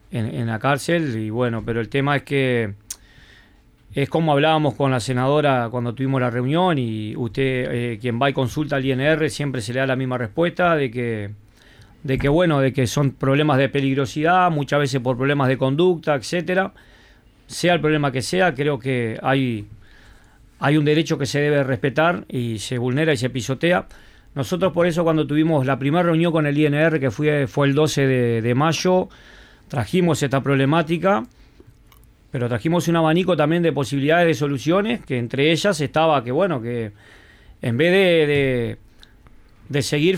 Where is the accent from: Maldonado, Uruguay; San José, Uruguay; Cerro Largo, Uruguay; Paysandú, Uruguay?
Paysandú, Uruguay; En ese entonces vinimos de allá del norte, vinimos de Paysandú, Salto y Artigas